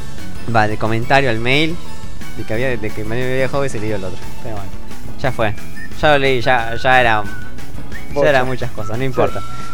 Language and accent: Spanish; Argentina; Nosotros somos de Argentina porque tenemos vino.